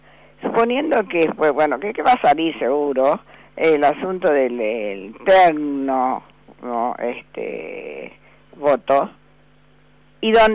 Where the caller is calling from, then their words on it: Buenos Aires, Argentina; de Recoleta.